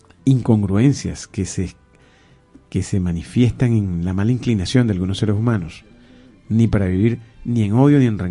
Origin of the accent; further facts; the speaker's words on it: Venezuela; Somos los venezolanos los que tenemos que manejar ese amor